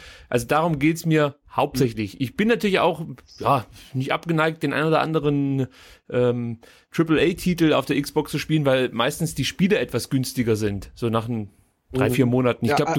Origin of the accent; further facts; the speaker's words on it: Reutlingen, Baden-Württemberg, Germany; Und in Reutlinge, da wo ich herkomme, fast, nicht ganz